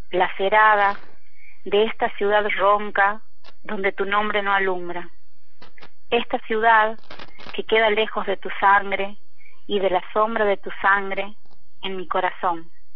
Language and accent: Spanish; Tucumán, Argentina; born there; nací en Tucumán en 1974 y soy nieta de inmigrantes sefaradíes que vinieron de Turquía.